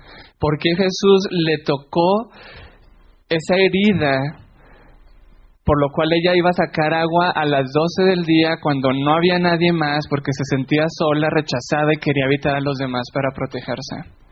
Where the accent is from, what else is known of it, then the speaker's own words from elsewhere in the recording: Mexico; Soy mexicano. No sé qué acento tengo porque me dicen que tengo muchos acentos. Porque he escuchado mucho a los venezolanos y a los colombianos. Pero también hablo mexicano mezclado con algo de pocho, spanglish.